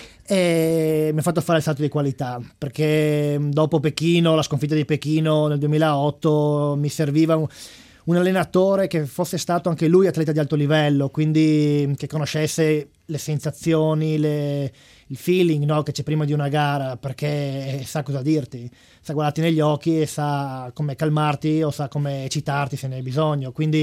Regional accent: Friuli-Venezia Giulia, Italy; Coltivata vigna, ovviamente, sono friulano

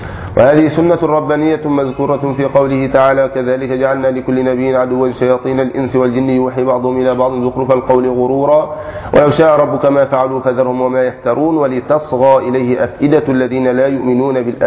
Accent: Egypt; أو في بلادنا مصر لعظم الجهل به

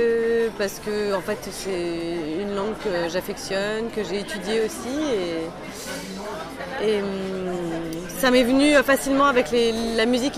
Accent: Paris, Île-de-France, France; born there; Ouais, moi je suis née à Paris.

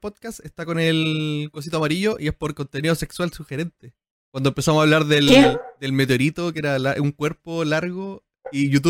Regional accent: La Serena, Coquimbo, Chile; y crecí con mis primos en La Serena

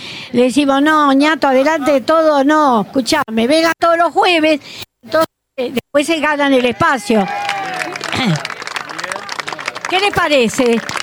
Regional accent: Argentina; Nosotros como argentinos nos da vergüenza que haya tropas argentinas.

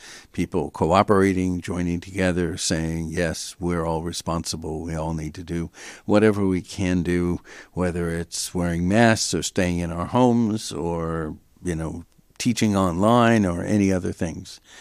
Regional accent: Los Angeles, California, United States; also born or lived in San Francisco; I grew up in Los Angeles. I lived 24 years in San Francisco.

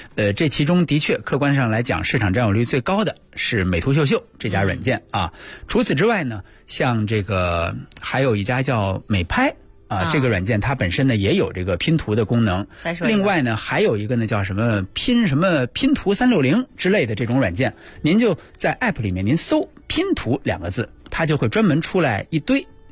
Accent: Beijing, China; 就咱们北京人不是老去吗？

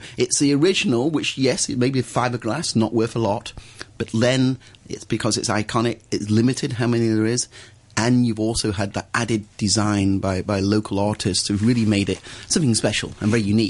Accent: Wigan, North West England, United Kingdom; This is where I come from Wigan up north.

